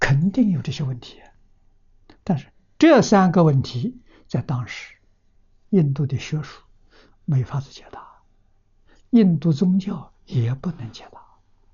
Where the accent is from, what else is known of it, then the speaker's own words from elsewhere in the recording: China; 我们中国人所讲的混沌初开